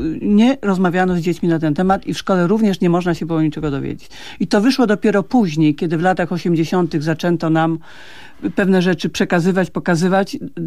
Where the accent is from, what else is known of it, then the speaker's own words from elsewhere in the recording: Kalisz, Greater Poland Voivodeship, Poland; Ja akurat mam duży sentyment, ponieważ jestem z Kalisza